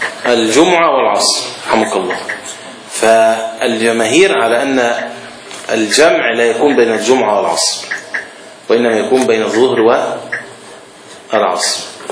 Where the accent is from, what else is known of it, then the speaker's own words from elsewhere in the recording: Alexandria, Alexandria Governorate, Egypt; عندنا في اسكندرية في صور الإسكندرية القديم موجود في بعض الأماكن أجزاء منها